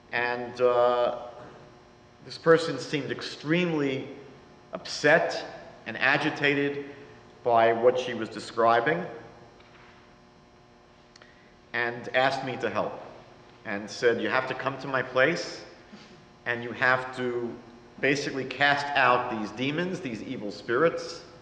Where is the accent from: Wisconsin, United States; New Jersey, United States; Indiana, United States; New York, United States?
New York, United States; accent: New York; now in Toronto, Canada; I moved to Toronto about 22 years ago. You can tell from my accent from New York.